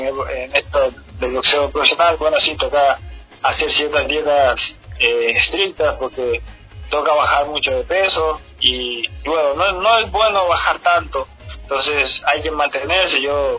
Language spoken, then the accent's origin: Spanish; Ecuador; yo soy ecuatoriano, estoy en mi país